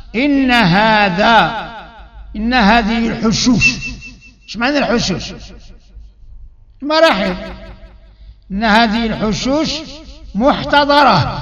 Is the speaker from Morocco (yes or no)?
yes; Morocco; بالنسبة لنا احنا دابا مغاربة